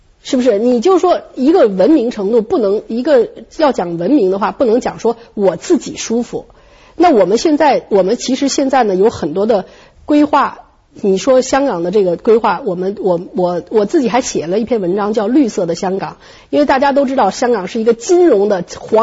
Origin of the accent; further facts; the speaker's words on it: Shanghai, China; 我们上海人爱吃鱼